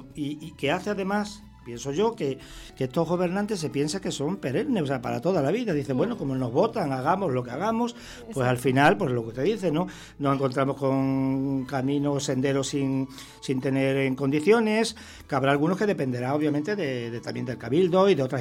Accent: Extremadura, Spain; now in Canary Islands, Spain; yo digo que soy un extremeño canarizado, ¿no? O al contrario, podría decir que soy un canario extremeñizado

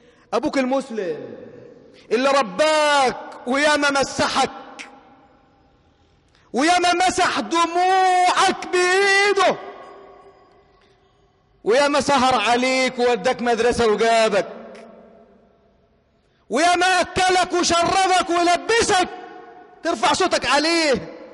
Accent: Egypt; واحفظ بلدنا مصر واجعلها أمنا أمانا سخاء رخاء وسائر بلاد المسلمين.

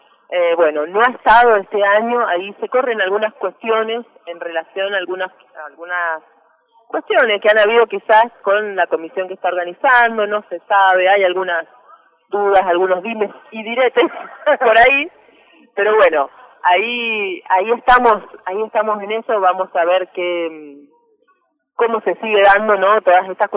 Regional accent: Mendoza, Argentina; por ejemplo, las que venimos de Mendoza, ¿no?

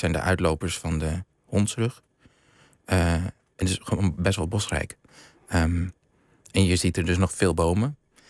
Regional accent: Sappemeer, Groningen, Netherlands; Ik ben opgegroeid, ik ben daar geboren

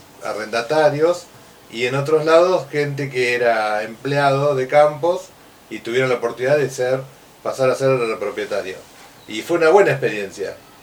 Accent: Olavarría, Buenos Aires Province, Argentina; yo soy de Olavarría

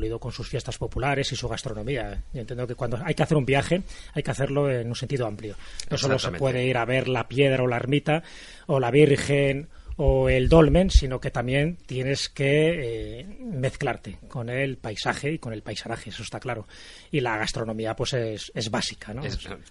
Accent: Valderas, Castile and León, Spain; es mi pueblo, Valderas. Allí voy no solo una o dos veces, sino varias veces, porque no solo tengo familia, no solo tengo amigos, sino porque también es un pueblo de esos de frontera, está en la provincia de León

